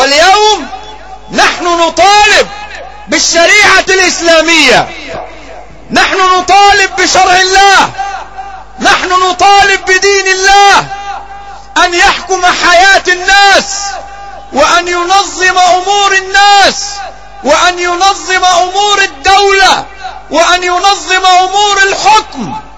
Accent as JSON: {"language": "Arabic", "country": "Egypt", "said": "في بلدنا مصر ستجرى انتخابات قريبة"}